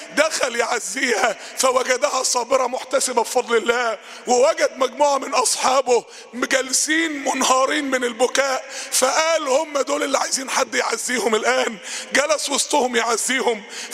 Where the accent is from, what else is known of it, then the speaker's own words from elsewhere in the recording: Egypt; تاني احنا عندنا في مصر 40% من الشعب تحت خط الفقر